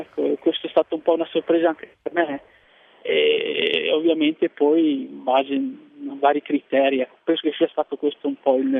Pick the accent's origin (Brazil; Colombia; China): China; Zhejiang; now in Italy; io provengo dalla regione dello Zhejiang.